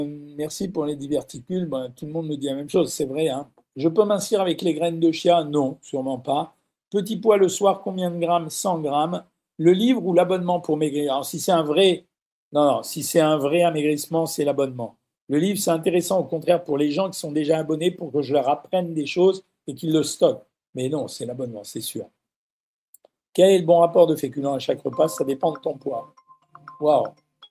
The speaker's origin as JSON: {"language": "French", "country": "Switzerland", "said": "Je suis Suisse, algérienne, musulmane, non pratiquante."}